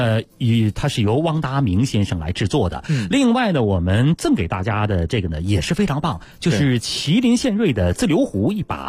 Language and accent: Chinese; Beijing, China; 这个咱们北京人呢爱把玩呐